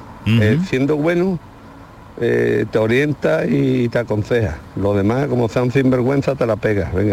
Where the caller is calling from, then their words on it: Jerez, Andalusia, Spain; de Jerez.